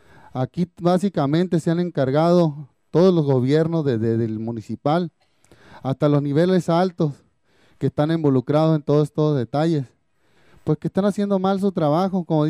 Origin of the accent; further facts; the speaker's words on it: Rancho San Pedro, Sonora, Mexico; vengo del Rancho San Pedro.